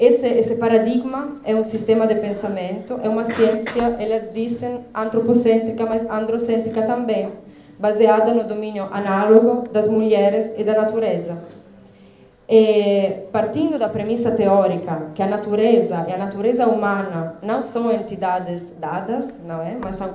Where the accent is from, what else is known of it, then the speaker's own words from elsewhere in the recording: Italy; Portuguese is a second language; Eu sou italiana, portanto vou falar português lendo.